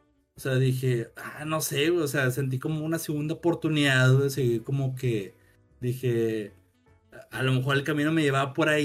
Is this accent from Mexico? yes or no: yes; Monterrey, Nuevo León, Mexico; tengo que ir a la carretera porque soy de Monterrey, la chingada.